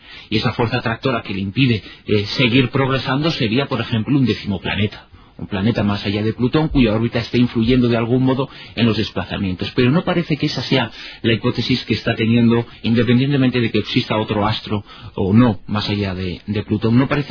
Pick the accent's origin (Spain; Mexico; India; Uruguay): Spain; Galicia; soy gallego del norte y del sur.